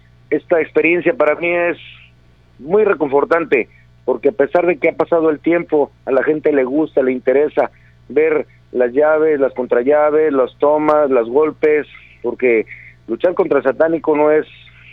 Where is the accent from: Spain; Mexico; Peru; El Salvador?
Mexico; Guadalajara, Jalisco; Pero sí me gustaría luchar más en mi tierra, en Guadalajara. Desafortunadamente no estoy viviendo en Guadalajara todavía aún